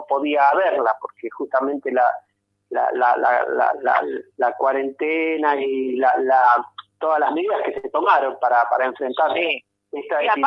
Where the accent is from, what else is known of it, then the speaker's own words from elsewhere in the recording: Neuquén, Argentina; born there; yo que soy nacido en Neuquén, tengo mi familia